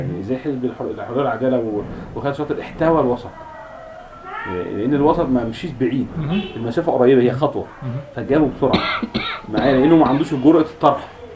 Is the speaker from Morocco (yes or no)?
no; Egypt; ان الدراسات اللغويه عندنا في مصر